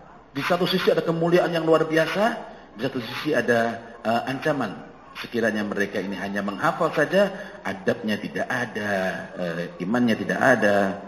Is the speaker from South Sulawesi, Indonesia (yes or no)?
no; Jombang, East Java, Indonesia; Saya dari Jombang, tahu Jombang ya?